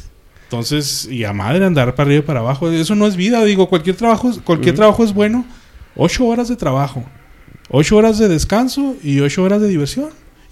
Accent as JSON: {"language": "Spanish", "country": "Mexico", "said": "Yo como mexicano te voy a decir. Yo trabajé en un McDonald's en Estados Unidos"}